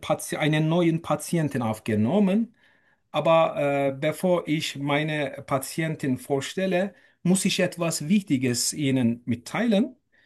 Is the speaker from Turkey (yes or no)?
yes; Turkey; German is a second language; now in Germany; ich komme aus der Türkei. Seit etwa mehr als 20, 2,5 Jahren bin ich in Deutschland mit meiner ganzen Familie.